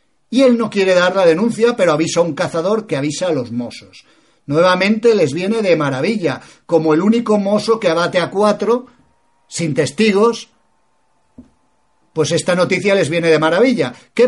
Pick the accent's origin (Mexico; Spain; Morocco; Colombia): Spain